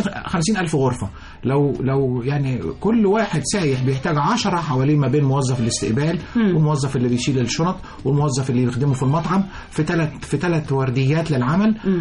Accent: Egypt; إحنا بنستعمل العالمين أو بنستعمل الساحل الشمالي كمصريين بدءا من شهر 6 بعد امتحانات الثانوية العامة.

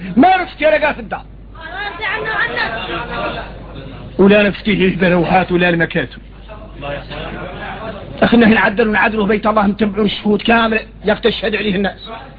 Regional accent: Mauritania; يا غير احنا موريتاني انين

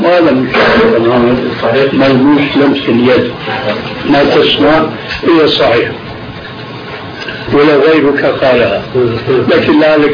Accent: Aleppo, Aleppo Governorate, Syria; يعني عندنا في حلب

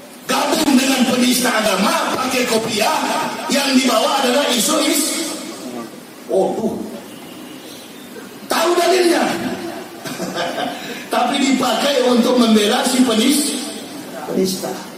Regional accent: Manado, North Sulawesi, Indonesia; Saya orang Manado, orang Sulawesi.

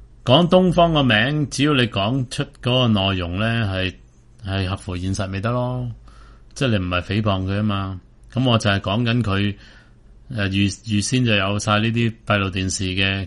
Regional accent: Hong Kong; 因為言論自由俾我哋香港人咁精彩

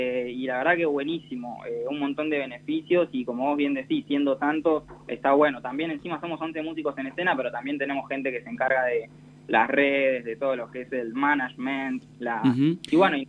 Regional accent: Necochea, Buenos Aires Province, Argentina; Sí, y también soy de Necochea, y es el aniversario de Necochea el 12 de octubre

